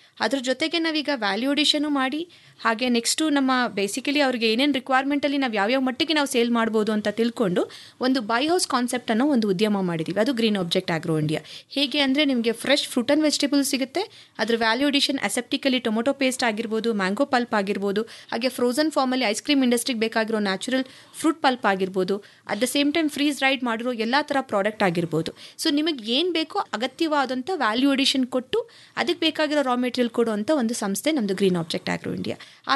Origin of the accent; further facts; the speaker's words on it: Bengaluru, Karnataka, India; ನಾನು ಮೂಲತಃ ಬ್ಯಾಂಗ್ಳೂರು.